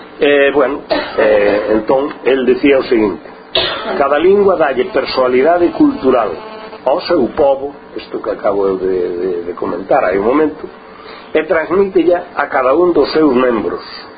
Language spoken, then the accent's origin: Galician; Galicia, Spain; unha cultura propia de nós como galegos, que é a nosa cultura, e esa cultura é a cultura galega